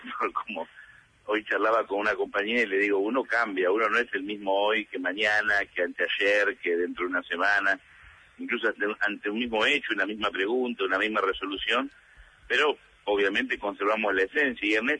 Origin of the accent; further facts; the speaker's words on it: Lomas de Zamora, Buenos Aires Province, Argentina; Pero yo vengo de Loma de Zamora